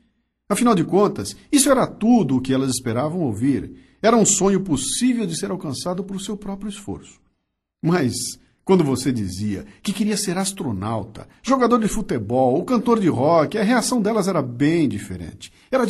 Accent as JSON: {"language": "Portuguese", "town": "Bauru", "region": "São Paulo", "country": "Brazil", "tie": "born or raised there", "lives_now": "São Paulo, Brazil", "said": "Eu nasci em Bauru e vim pra Capitar com 19 anos pra estudar."}